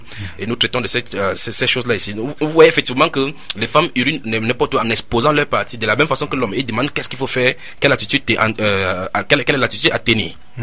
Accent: Douala, Littoral, Cameroon; vous entendez … je suis de Douala au Cameroun.

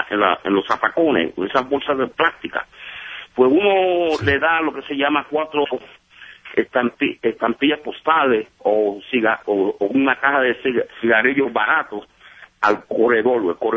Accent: Puerto Rico; also born or lived in Brooklyn, New York; Pues yo nací en Brooklyn, Nueva York, pero me crié en la isla de Puerto Rico.

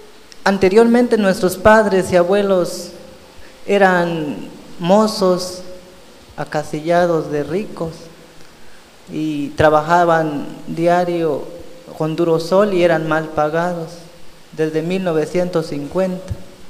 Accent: Candelaria el Alto, Chiapas, Mexico; yo vengo de la comunidad de Candelaria el Alto, en Venustiano Carranza.

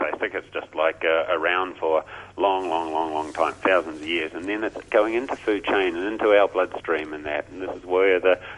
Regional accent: New Zealand; You know, as a Kiwi

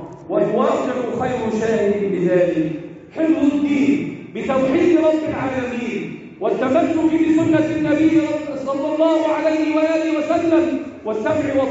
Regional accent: Egypt; اللهم احفظ بلدنا مصر وسائر بلاد

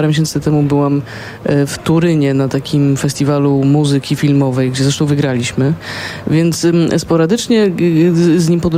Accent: Poznań, Greater Poland Voivodeship, Poland; bo ja rzeczywiście jestem z Poznania, z Poznaniem bardzo, bardzo związana. Urodziłam się tutaj, cała moja rodzina stąd pochodzi prawie.

